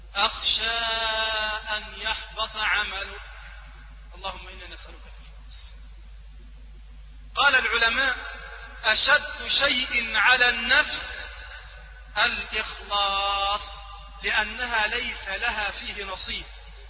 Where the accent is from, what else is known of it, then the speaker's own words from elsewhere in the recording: Egypt; وهذا يذكرني ببعض الناس عندنا في مصر،